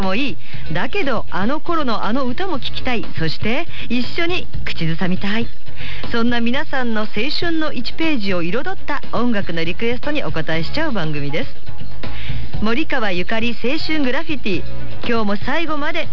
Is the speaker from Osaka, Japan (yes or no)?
no; Katsushika, Tokyo, Japan; 私の実家の葛飾のね、柴又方面なんですが、私のだからずっと幼稚園小学校